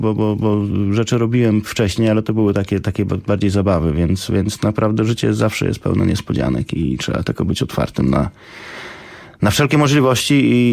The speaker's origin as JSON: {"language": "Polish", "town": "Toruń", "region": "Kuyavian-Pomeranian Voivodeship", "country": "Poland", "moved": "yes", "lives_now": "New York, United States", "said": "Tak, jestem torunianinem od 20 lat, mieszkającym w Nowym Jorku."}